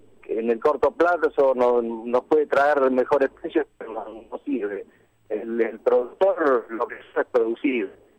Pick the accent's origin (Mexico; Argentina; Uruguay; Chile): Argentina; Tandil, Buenos Aires Province; Digamos que nosotros somos oriundos de Tandil, toda uh-huh. la generación que le sigue. Yo soy recién la quinta generación.